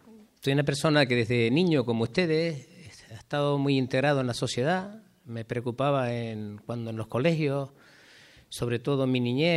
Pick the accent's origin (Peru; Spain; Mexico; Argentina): Spain; Teguise, Canary Islands; born there; yo nací en Teguise, vine a este pueblo y con 14 años